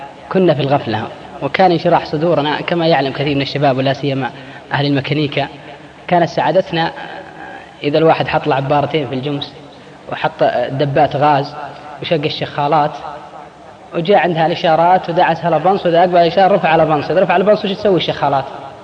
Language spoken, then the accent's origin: Arabic; Al-Qassim, Saudi Arabia; تلقى الواحد عندنا في القصيم قاعد بين بريدة وعنيزة